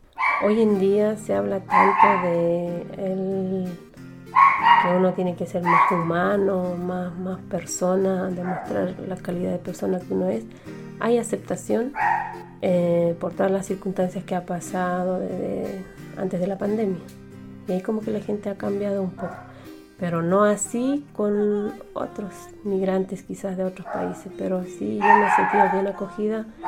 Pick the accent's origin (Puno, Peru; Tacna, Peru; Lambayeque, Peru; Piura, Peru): Puno, Peru; moved away as an adult; Yo soy de Puno, de nacimiento peruana, pero siempre me identifico ser aymara antes de ser peruana. En donde sea. Estoy aquí más de 20 años